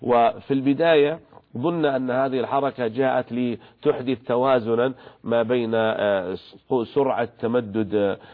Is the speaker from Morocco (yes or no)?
no; Saudi Arabia; بلادنا المملكة العربية السعودية تعشق الأمن والسلام وحسن الجوار